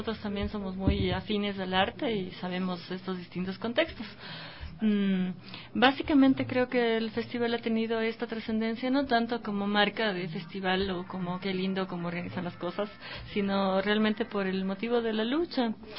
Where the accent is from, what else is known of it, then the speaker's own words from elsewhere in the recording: Puyo, Pastaza, Ecuador; also born or lived in Riobamba; yo particularmente soy amazónica andina. Uh-huh. Nací en Riobamba y viví en el Puyo desde que tengo 2 años.